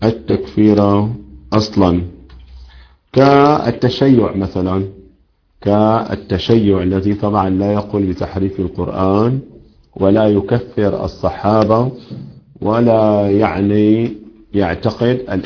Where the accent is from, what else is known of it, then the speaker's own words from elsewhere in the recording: Syria; عندنا في الشام مثلا المؤذنون يزيدون بعد الأذان